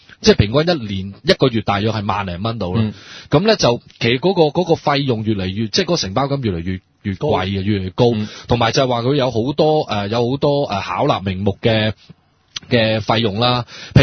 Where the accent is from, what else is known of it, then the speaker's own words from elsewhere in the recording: Hong Kong; 或者我哋香港人以前叫白牌啦